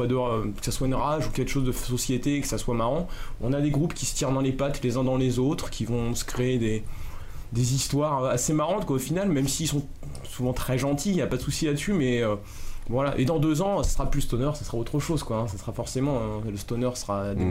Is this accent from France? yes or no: yes; Paris, Île-de-France, France; On vient de Paris, quoi.